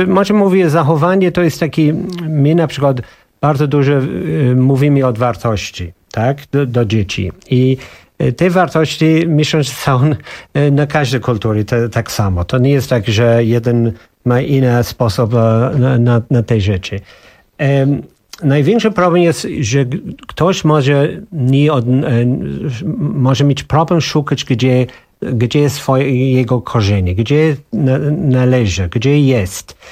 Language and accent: Polish; Ireland; Polish is a second language; now in Poland; Moje dzieciństwo było w Irlandii, było jeden taki kulturę